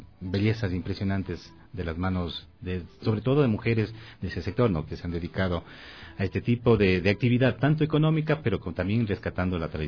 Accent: Cuenca, Azuay, Ecuador; para nosotros como cuencanos y como ecuatorianos justamente seguimos manteniendo ese tipo de tradiciones

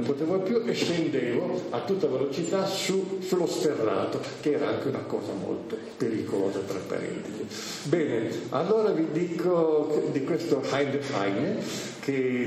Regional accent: Bolzano, Trentino-Alto Adige, Italy; born there; la mia terra, perché qui sono nato, anche se i miei genitori vengono uno dall'estremo sud, Calabria mio padre, l'altro dall'estremo nord, Sassonia mia madre

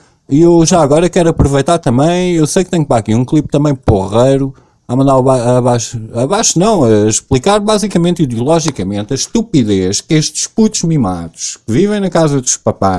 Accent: Portugal; Mas eu sou português, né? Eu não posso. Eu estou no meu país

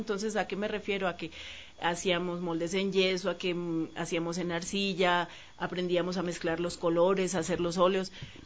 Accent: Cali, Valle del Cauca, Colombia; nací en Cali, clima caliente, muy fuerte, la música

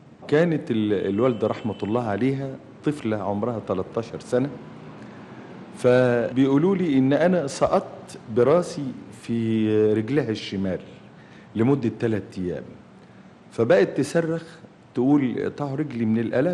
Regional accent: Cairo, Cairo Governorate, Egypt; born there; والدي من البهنسة الغرة مركز بني مزار. انا اتولدت في حي الضرب الاحمر في القاهرة يوم 2 ابريل سنة 29 الساعة 3:30 صباحا.

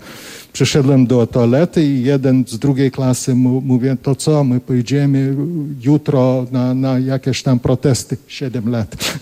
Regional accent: Kaunas, Kaunas County, Lithuania; also born or lived in Vilnius; Tak się stało, że ja urodziłem się w Wilnie, a wyrosłem w Kownie. W Kownie był niedaleko od teatru i my mieszkaliśmy.

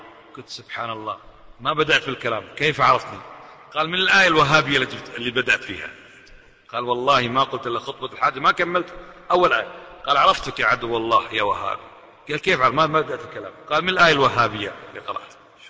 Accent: Kuwait; وإحنا بصفتنا من أهل الكويت شوي جريئين

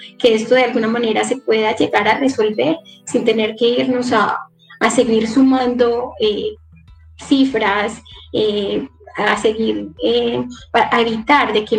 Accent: Antioquia, Colombia; en Caucasia, que es uno de los municipios de la región de la que, de donde yo vengo, del Bajo Cauca

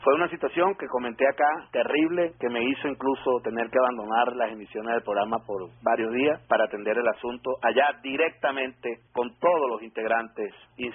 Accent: Venezuela; Infinitamente, como venezolano, agradecido, como debemos estarlo todos.

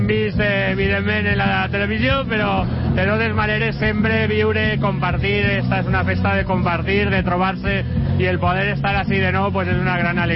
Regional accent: Valencia, Valencian Community, Spain; pràcticament en cada encreuament del carrer Cid Amorós, en el mateix Conde Salvatierra, on jo vaig néixer, sempre ha sigut una zona amb una vitalitat fallera extraordinària

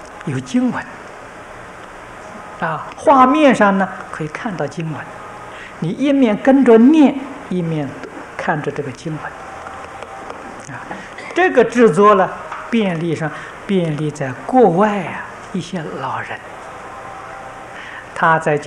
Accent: China; 这不是我们中国人偏心

